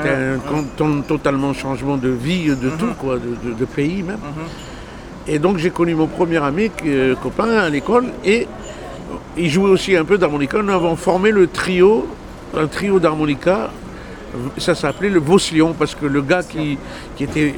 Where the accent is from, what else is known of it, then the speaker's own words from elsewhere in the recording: Algiers, Algiers Province, Algeria; born there; Moi, je suis né à Alger